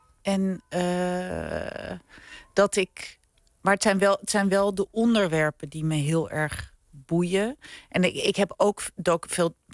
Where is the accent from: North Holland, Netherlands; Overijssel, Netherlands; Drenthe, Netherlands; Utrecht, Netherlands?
North Holland, Netherlands; Edam; Ja, ik ben opgegroeid in Edam.